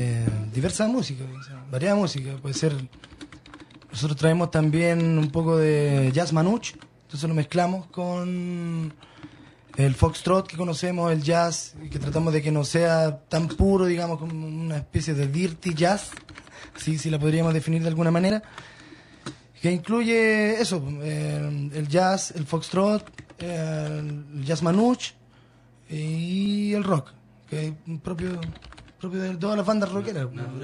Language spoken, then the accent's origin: Spanish; Iquique, Tarapacá, Chile; yo me crié en la Caleta Cabancha, con mi niñez